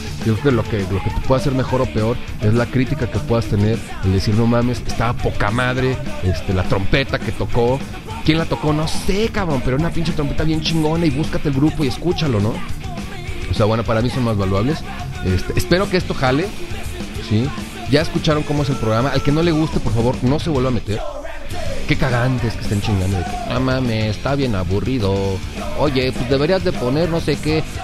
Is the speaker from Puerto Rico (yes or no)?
no; Mexico; Somos mexicanos.